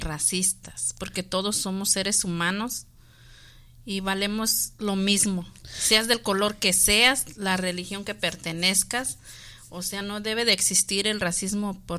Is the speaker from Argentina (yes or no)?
no; Mexico; Sí, pues también en México, yo soy de México y también eso existía